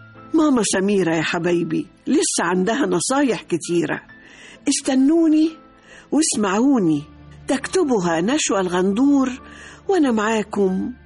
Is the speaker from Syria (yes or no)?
no; Egypt; أنا الحقيقة مصرية قوي، مصرية جدا، وبحب كل ما هو مصري.